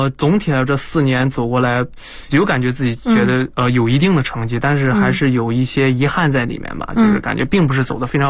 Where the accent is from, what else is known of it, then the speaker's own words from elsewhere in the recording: northern China, China; now in Boston, United States; 因为我本身是北方人。